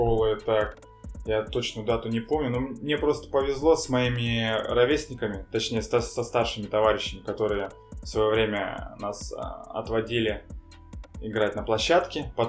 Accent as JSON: {"language": "Russian", "town": "Ust-Kut", "region": "Irkutsk Oblast", "country": "Russia", "tie": "born or raised there", "said": "Родился я в Иркутской области, в городе Усть-Куте. Вот. Там же я учился, закончил школу. Получается, все детство у меня прошло там."}